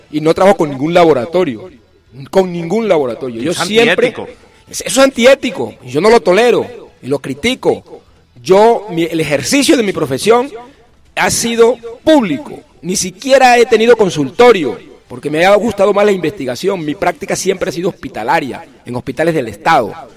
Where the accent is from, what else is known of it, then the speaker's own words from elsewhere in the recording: Fonseca, La Guajira, Colombia; En La Guajira, por ejemplo, en Fonseca, mi pueblo